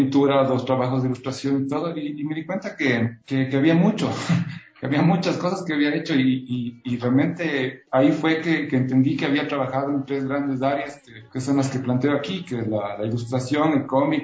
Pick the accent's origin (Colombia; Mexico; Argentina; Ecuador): Ecuador; Guaranda, Bolívar; moved away; Para mí la vida en Guaranda, hace 30 años que, casi 30 años que salí de Guaranda